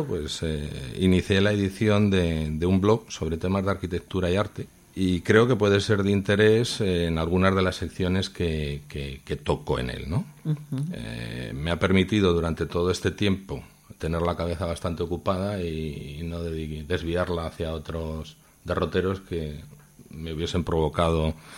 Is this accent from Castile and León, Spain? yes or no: no; Madrid, Community of Madrid, Spain; now in Zaragoza, Spain; No, soy de Madrid. Nací en Madrid, pues cuestiones del trabajo recalé en la ciudad.